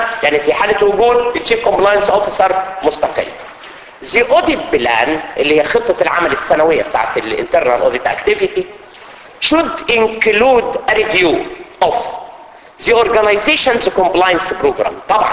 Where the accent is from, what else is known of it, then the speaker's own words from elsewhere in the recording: Egypt; زي عندنا في مصر الفيش والتشبيه